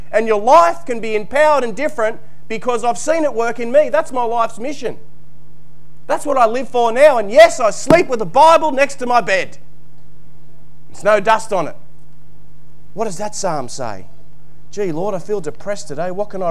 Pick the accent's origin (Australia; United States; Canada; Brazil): Australia; New South Wales; I was brought up in New South Wales.